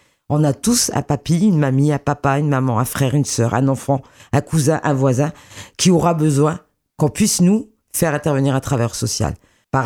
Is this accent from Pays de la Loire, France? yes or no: no; Grand Est, France; born there; Moi, je sais que je suis une Lorraine de naissance